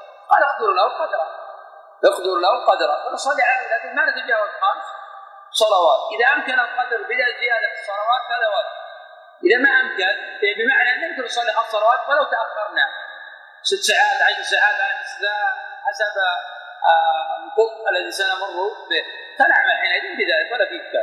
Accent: Buraydah, Al-Qassim, Saudi Arabia; هذاك الوقت قريبا مثل عندنا في بريده

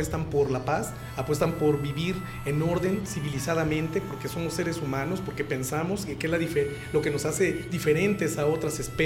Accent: Mexico; a mí como mexicano me decía, bueno, yo mismo decía, carambas, entonces si estas personas nunca han venido o nunca han estado en México

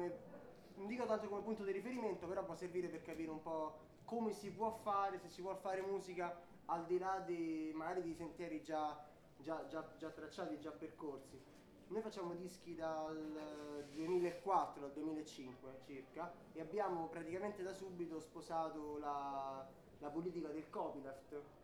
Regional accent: Rome, Lazio, Italy; Noi veniamo da Roma e Roma è sicuramente una città che ha un bacino culturale abbastanza forte.

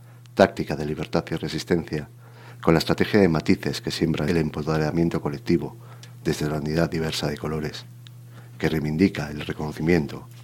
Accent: Spain; mi lengua materna es el castellano. Yo aprendí en casa en castellano, en la escuela pública, por los años que ya tenemos y que empezamos a dejar de ser algo jóvenes, estudié todo en castellano. Entonces, el euskera lo aprendí con la edad.

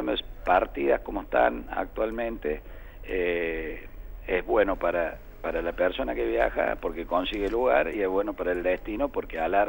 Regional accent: Córdoba, Argentina; Yo hablo porque soy cordobés

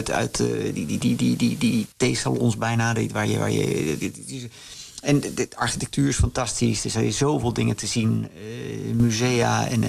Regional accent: Netherlands; Ik ben een Nederlander, dus als ik hier ben, vind ik dat ook leuk om heel veel dingen te zien.

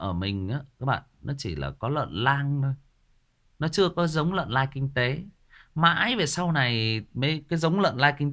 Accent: Hưng Yên, Vietnam; Hưng Yên, đúng rồi, ở Hưng Yên, ở quê mình. quê của mình là Hưng Yên đó Trường Duy. Quê ngoại của mình luôn đó.

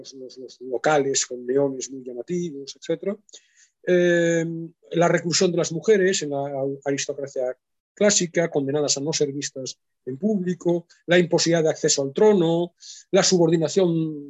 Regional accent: Vigo, Galicia, Spain; sí saben que soy gallego, lo hemos hablado alguna vez, lo he dicho, no sé si saben que soy de Vigo en particular

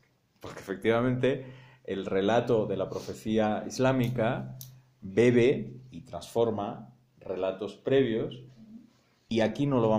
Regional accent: Spain; Como suena en español y como yo soy español

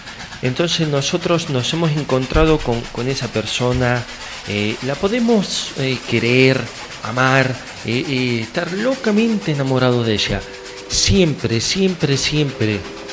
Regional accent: Carro Quemado, La Pampa, Argentina; de mi pueblo, ¿no? De allá, de Carro Quemado, vino a Buenos Aires.

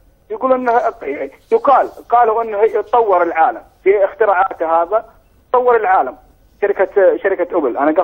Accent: Saudi Arabia; فالكتاب هداهم الله عندنا بالسعودية

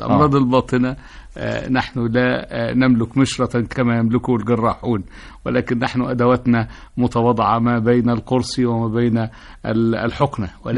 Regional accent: Egypt; وأنا كأي مصري شديد الزهو بكوني مصري جنسي.

